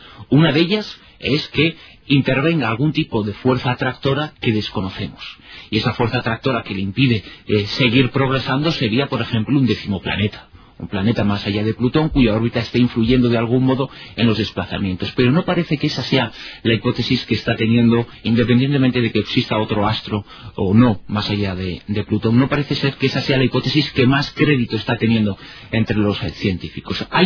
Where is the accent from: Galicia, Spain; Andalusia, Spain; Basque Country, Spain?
Galicia, Spain; soy gallego del norte y del sur.